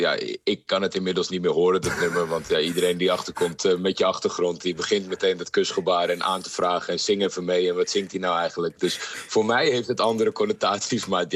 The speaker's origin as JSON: {"language": "Dutch", "country": "Netherlands", "tie": "born or raised there", "said": "kijk, ik ben in Nederland opgegroeid, dus dan vier je eigenlijk alleen plek 1."}